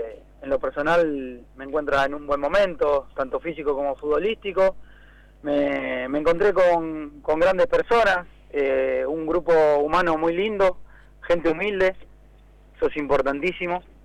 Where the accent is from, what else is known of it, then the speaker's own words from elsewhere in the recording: San Antonio de Padua, Buenos Aires Province, Argentina; De San Antonio de Padua, acá muy cerca del Estadio Merlo.